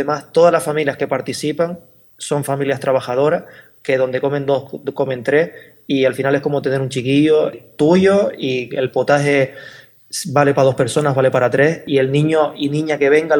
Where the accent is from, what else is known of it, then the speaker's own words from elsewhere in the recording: Canary Islands, Spain; como canarios y como canarias que somos, reivindicar que somos africanas